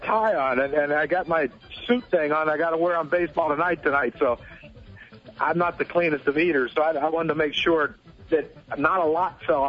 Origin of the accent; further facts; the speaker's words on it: West Virginia, United States; Oh, see, now I'm from West Virginia, man.